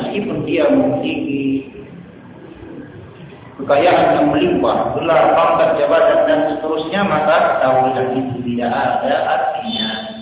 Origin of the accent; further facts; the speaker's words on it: Medan, North Sumatra, Indonesia; born there; Lahir di Medan tahun 81.